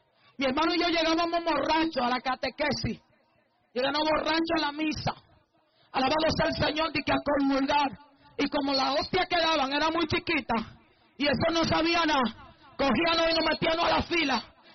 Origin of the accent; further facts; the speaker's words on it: Dominican Republic; Nosotros nos criamos todos en República Dominicana, en la mayoría